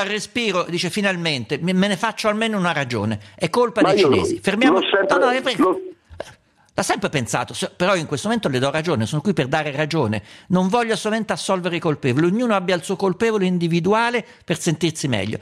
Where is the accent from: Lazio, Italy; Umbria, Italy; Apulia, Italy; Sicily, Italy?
Umbria, Italy; Certo. Io sono umbro, quindi lo so bene.